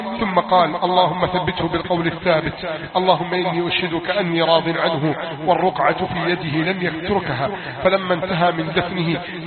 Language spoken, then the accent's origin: Arabic; Egypt; اللهم احفظ بلدنا مصر من كيد الكائدين